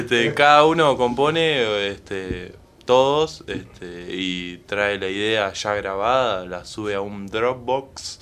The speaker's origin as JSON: {"language": "Spanish", "region": "Santa Fe", "country": "Argentina", "said": "nosotros, o sea, que somos de Santa Fe"}